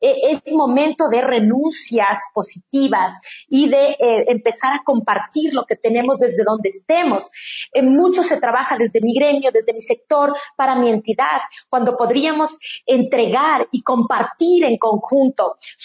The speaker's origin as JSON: {"language": "Spanish", "country": "Ecuador", "said": "como persona, como ciudadana, como mujer ecuatoriana"}